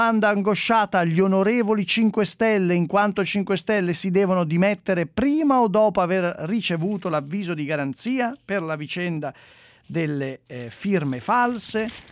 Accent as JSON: {"language": "Italian", "town": "Milan", "region": "Lombardy", "country": "Italy", "said": "chi è di Milano è favorito, e noi siamo di Milano"}